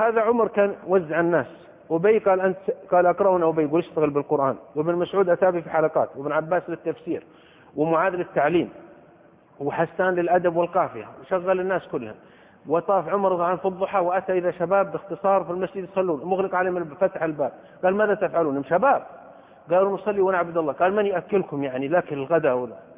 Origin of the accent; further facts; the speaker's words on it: Saudi Arabia; وحضرت من السعودية مع 10 من طلبة العلم